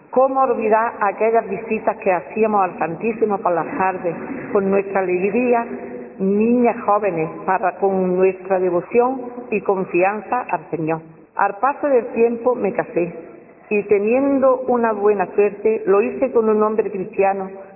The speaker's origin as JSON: {"language": "Spanish", "town": "Alhama de Granada", "region": "Andalusia", "country": "Spain", "tie": "born or raised there", "said": "la calle Enciso, de donde yo nací y siempre he vivido"}